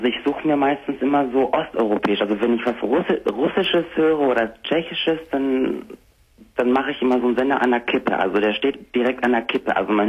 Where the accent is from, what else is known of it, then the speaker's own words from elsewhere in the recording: Greece; also ich komme ja aus Griechenland und ich habe ja auch Griechisch dann auch gesprochen